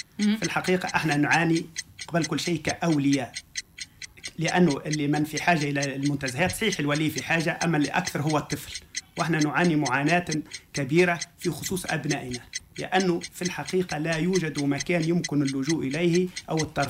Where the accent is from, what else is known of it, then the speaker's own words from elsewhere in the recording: Kairouan, Kairouan Governorate, Tunisia; بحكم أن يعني إحنا منطقة ريفية وافتخر بذلك اللي ننتمي لهذا الوسط